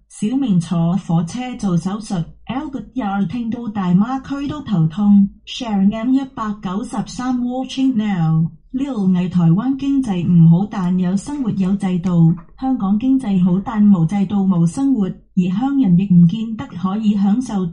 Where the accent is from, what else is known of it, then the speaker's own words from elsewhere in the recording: Macau; 我都系澳门人。